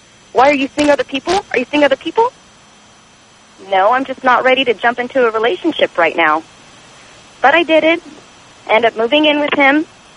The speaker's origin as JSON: {"language": "English", "country": "United States", "said": "And Tom, I'm an American girl"}